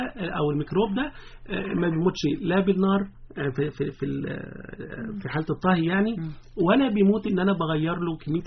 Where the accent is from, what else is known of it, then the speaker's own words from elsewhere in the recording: Egypt; لكن في الغالب كلنا كمصريين بناكلها، حتى لو مش في شم النسيم